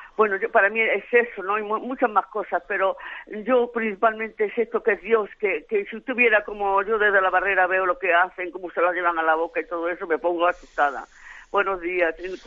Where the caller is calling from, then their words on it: Alicante, Valencian Community, Spain; de Alicante.